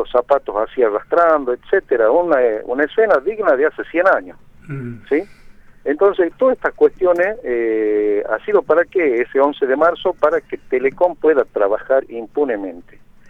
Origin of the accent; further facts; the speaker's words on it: Argentina; Somos ciudadanos de la República Argentina, hay derechos que nos amparan